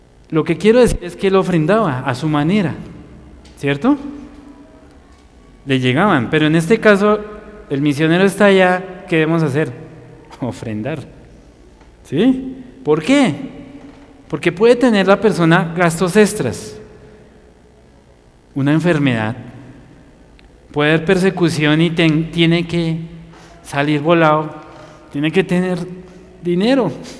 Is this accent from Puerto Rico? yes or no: no; Colombia; Y más por ser colombianos, ¿no?